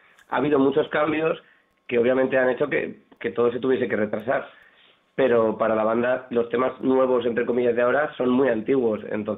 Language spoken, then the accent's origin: Spanish; Madrid, Community of Madrid, Spain; vivimos al lado, somos de Carabanchel y compartimos grupo de amigos